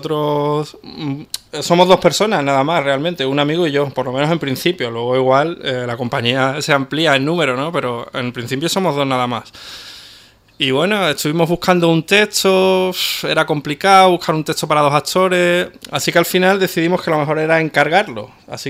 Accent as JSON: {"language": "Spanish", "town": "Cádiz", "region": "Andalusia", "country": "Spain", "said": "nosotros venimos de Cádiz Capital. Estábamos en compañías diferentes también de Cádiz."}